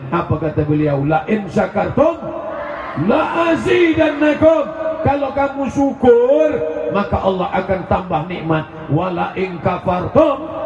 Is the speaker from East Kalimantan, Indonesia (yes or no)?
no; Banyuwangi, East Java, Indonesia; Saya datang dari Water Smell Good. Water Smell Good itu artinya banyu wangi.